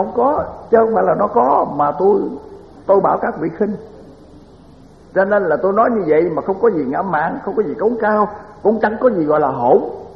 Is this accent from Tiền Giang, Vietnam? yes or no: yes; Mỹ Tho, Tiền Giang, Vietnam